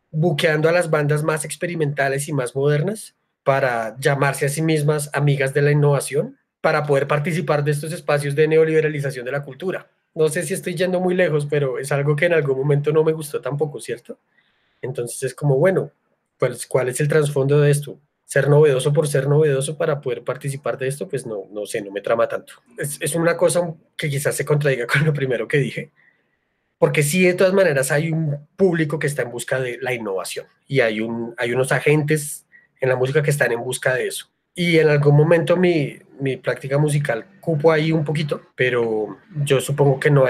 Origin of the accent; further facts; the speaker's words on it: Bogotá, Colombia; sí hay que tener en cuenta que nosotros somos de Bogotá